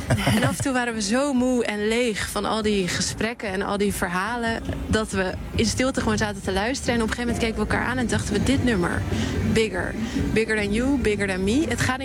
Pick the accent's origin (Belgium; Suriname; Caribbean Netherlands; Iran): Caribbean Netherlands; Sint Eustatius; now in Netherlands; Ja, als ik zeg, ik kom uit Sint Eustatius, Stacia, zoals ze het daar noemen